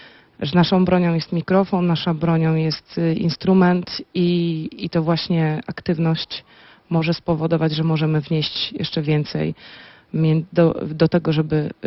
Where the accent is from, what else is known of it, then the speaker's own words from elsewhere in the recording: Poznań, Greater Poland Voivodeship, Poland; Ja jestem poznanianką